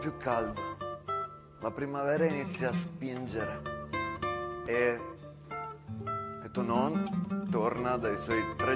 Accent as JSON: {"language": "Italian", "town": "San Donà di Piave", "region": "Veneto", "country": "Italy", "tie": "born there", "said": "Sono nato a Piave."}